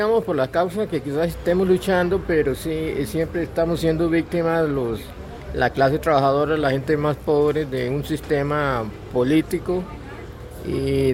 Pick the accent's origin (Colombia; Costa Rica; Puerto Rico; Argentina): Costa Rica; Guácimo, Limón; yo vengo de Ruiz Jiménez, Guásimo, Limón